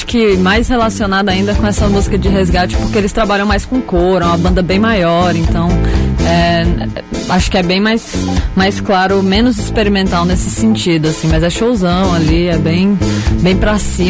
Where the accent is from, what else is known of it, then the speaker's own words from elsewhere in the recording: Northeast Region, Brazil; já que eu sou nordestina